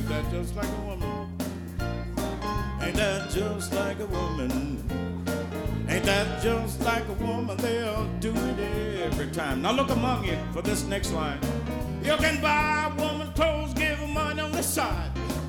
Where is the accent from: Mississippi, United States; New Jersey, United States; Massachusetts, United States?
Mississippi, United States; But when I was growing up in Mississippi, used to see a guy walking down the road with a great big piece of ice on his shoulder.